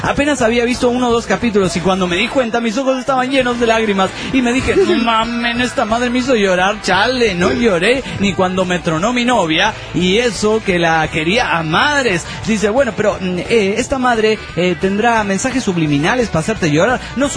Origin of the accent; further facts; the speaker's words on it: Ciudad Obregón, Sonora, Mexico; born there; now in Veracruz, Mexico; No, pero nací en Ciudad Obregón y me mudé a Veracruz.